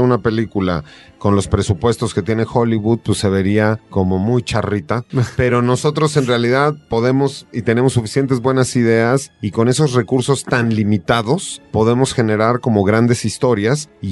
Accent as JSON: {"language": "Spanish", "country": "Mexico", "said": "como latinoamericanos, en nuestro caso como mexicanos"}